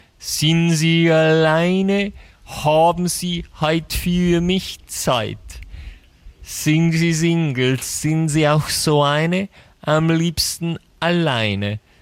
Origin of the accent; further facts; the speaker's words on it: Bavaria, Germany; Dazu muss man sagen, bei uns in Bayern gibt es auch ein Fürstenfeld.